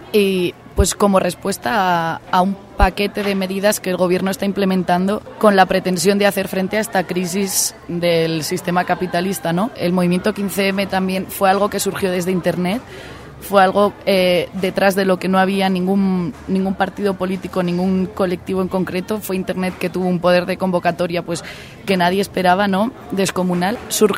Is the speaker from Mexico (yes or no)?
no; Spain; poderles transmitir un poco de lo que ha pasado y está pasando por ahí, por mi tierra. Pues ahora mismo la sociedad española es una sociedad que está muy, muy convulsionada